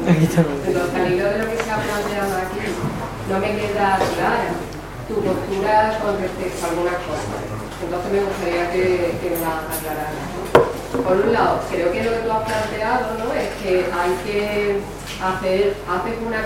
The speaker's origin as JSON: {"language": "Spanish", "region": "Andalusia", "country": "Spain", "said": "si soy andaluza, cuando soy andaluza en determinados sitios soy"}